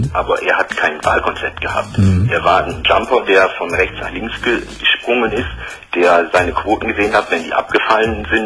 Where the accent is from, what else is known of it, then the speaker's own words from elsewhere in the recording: United States; now in Germany; Ich bin Amerikaner.